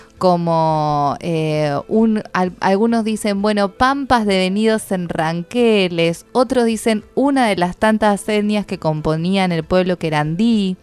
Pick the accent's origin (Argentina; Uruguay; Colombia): Argentina; Tandil, Buenos Aires Province; Yo, por ejemplo, vengo en mi pueblo, Tandil.